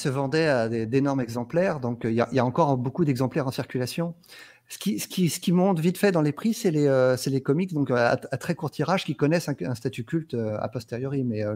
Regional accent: France; Du franco-belge qu'on lit quand on est un petit français, quoi.

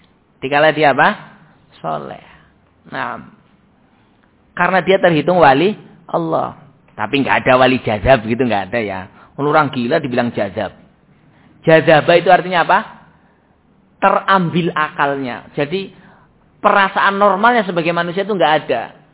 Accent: Java, Indonesia; kalau orang kita, orang Jawa kayak gini, ya belum tentu tergambar

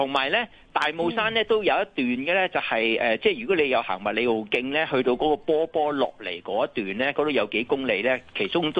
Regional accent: Kwun Tong, Kowloon, Hong Kong; 因為我屋企喺嗰度附近嘛，我喺觀塘長大㗎嘛。

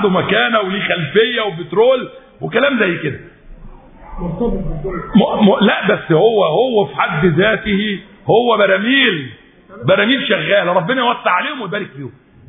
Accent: Egypt; أنا مصري مسلم مصري

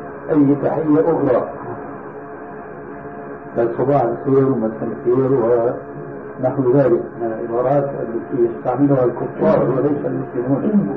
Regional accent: Syria; لذلك عندنا في سوريا إلى عام قريب كانوا ينقلون

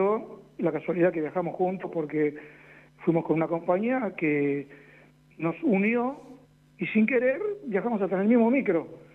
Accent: Buenos Aires, Argentina; somos 3 de Buenos Aires, 2 de Buenos Aires, Hernán y yo

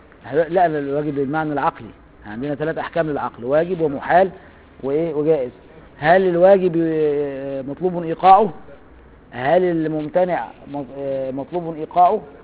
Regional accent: Upper Egypt, Egypt; انا صعيدي برضه.

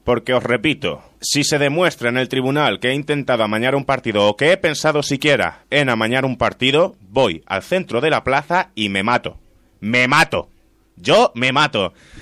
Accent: Italy; Spanish is a second language; Yo puedo hacerlo porque soy italiano.

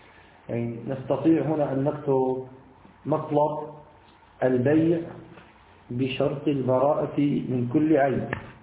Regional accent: Syria; عندنا في بلاد الشام في سوريا

